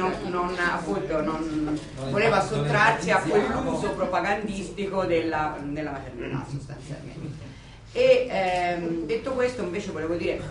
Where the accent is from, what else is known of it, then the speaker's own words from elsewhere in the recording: Tuscany, Italy; sono nemmeno campanilista pur essendo toscana